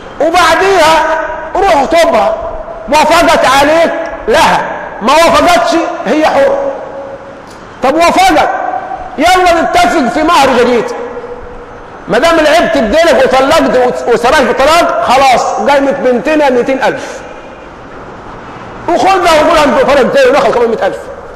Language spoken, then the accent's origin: Arabic; Egypt; من التحلل والسذاجه الموجوده فينا كمصريين